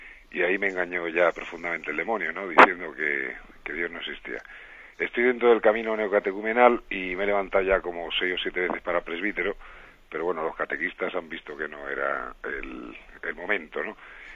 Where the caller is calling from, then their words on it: Málaga, Andalusia, Spain; de Málaga, tengo 43 años